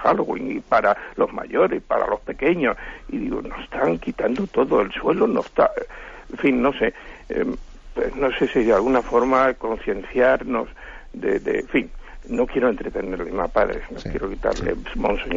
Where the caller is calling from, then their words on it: Madrid, Community of Madrid, Spain; de Madrid.